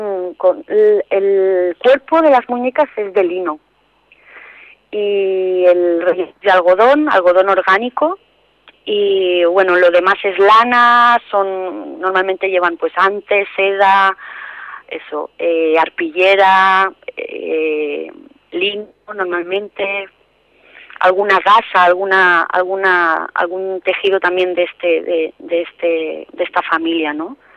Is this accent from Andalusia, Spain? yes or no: yes; Andalusia, Spain; yo soy andaluza.